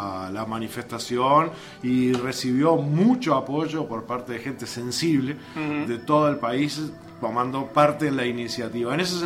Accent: Uruguay; Todo eso que nos dolió, uh-huh, como uruguayos, el no tener la aerolínea de bandera.

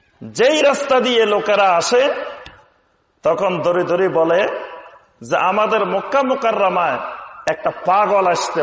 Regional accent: Feni, Chittagong Division, Bangladesh; আমার বাড়ি হলো সুদূর ফেনী নোয়াখালী অঞ্চলে, তাহলে আমার কথাবার্তার মধ্যে আপনাদের কথাবার্তা একটু পার্থক্য আছে, কিছুটা আছে।

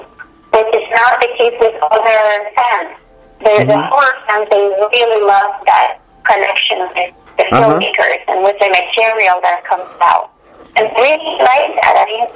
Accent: Montreal, Quebec, Canada; now in United States; Then coming from Canada, where I am from originally, I'm from Montreal, Canada, so it was awesome.

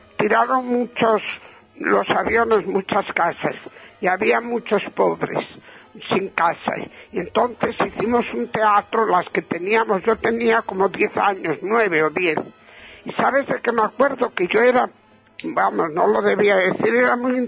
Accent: Argentina; Digo, ¡soy de Argentina!

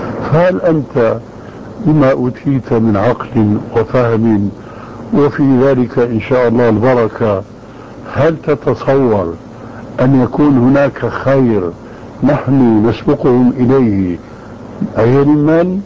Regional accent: Syria; يقولون عندنا في الشام معنى جواب

